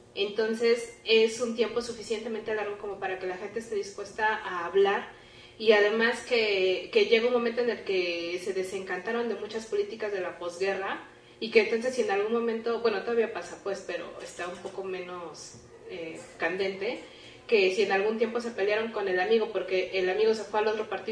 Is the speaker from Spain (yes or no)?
no; Mexico; al saber que somos mexicanas, pues hay como un asunto de decir, ah, pues qué bueno que vienen